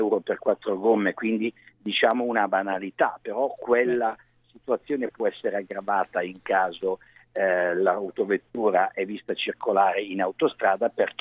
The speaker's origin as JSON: {"language": "Italian", "town": "Milan", "region": "Lombardy", "country": "Italy", "said": "perché io sono milanese"}